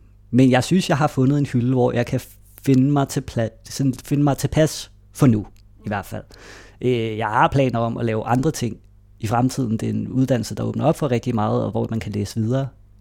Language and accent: Danish; Greve, Zealand, Denmark; Og vi boede i Greve, Hundi, hvor jeg voksede op, mødte nogle venner allerede i børnehaven